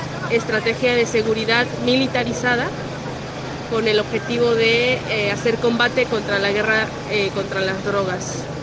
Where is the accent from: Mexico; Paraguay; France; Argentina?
Mexico; soy periodista de México.